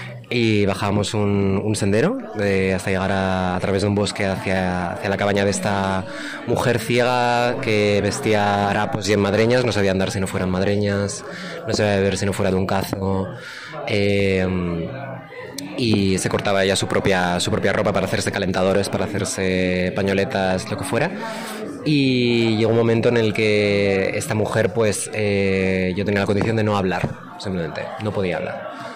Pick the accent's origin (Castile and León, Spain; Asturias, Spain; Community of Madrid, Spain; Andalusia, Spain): Asturias, Spain; Sariego; de allí de mi pueblo de Sariego.